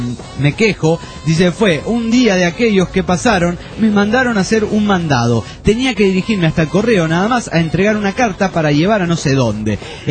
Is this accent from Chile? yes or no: no; United States; moved away as an adult; Yo creo que esta gente piensa que somos de dinero cuando le decimos que somos de los Estados Unidos de Norteamérica.